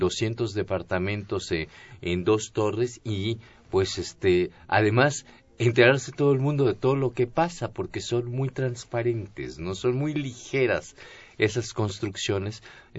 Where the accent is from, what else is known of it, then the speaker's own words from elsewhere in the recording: Mexico; eso somos los mexicanos, ¿no?